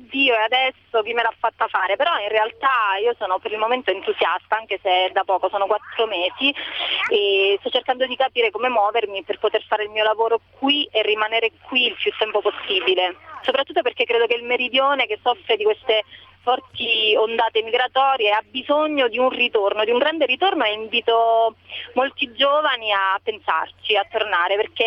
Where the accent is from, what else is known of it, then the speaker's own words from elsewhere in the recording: Acri, Calabria, Italy; also born or lived in Rome; sono tornata per il momento nel mio paese d'origine, ad Acri, che è un paese incastonato tra le montagne della Sila greca.